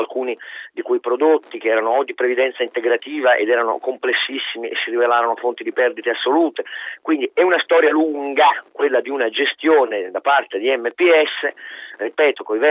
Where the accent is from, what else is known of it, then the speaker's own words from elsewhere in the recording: Turin, Piedmont, Italy; io sono torinese